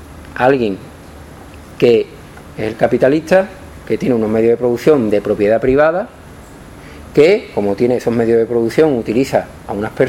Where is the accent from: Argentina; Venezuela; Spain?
Spain; Morón de la Frontera, Andalusia; En la cooperativa de mi pueblo, Morón de la Frontera, está el mayor latifundista del pueblo y de muchos pueblos